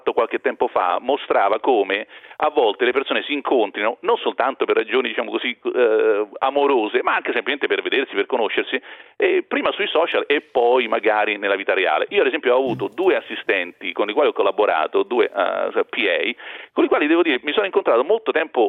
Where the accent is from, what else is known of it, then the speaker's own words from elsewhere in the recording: Rome, Lazio, Italy; born there; lo sanno tutti, che si sente anche dall'accento, che sono nata a Roma.